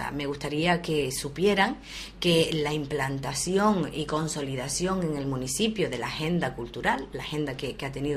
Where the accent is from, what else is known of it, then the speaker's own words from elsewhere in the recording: Uga, Canary Islands, Spain; nosotros somos del pueblo de Uga